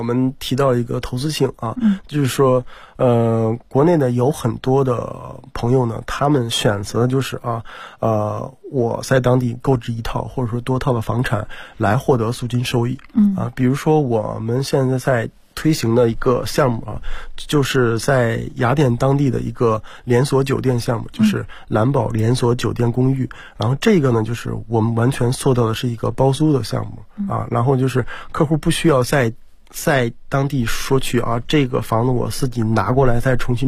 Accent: China; 或者说像我们中国人一样啊

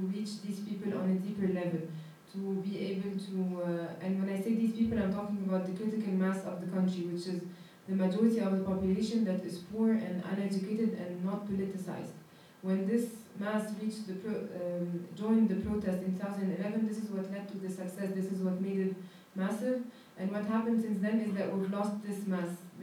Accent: Egypt; I am a journalist from Egypt.

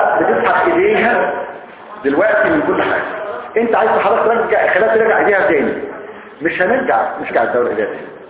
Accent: Egypt; احنا كمصريين اساتذه

